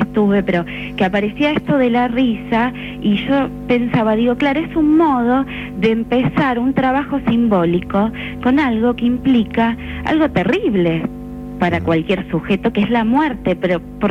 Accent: Argentina; Nosotros, digo, como argentinos, uno podría pensar, ¿no?

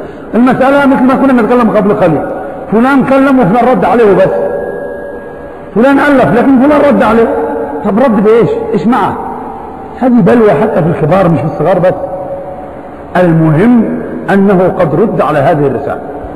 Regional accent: Algeria; والآن عندنا في الجزائر فتنة

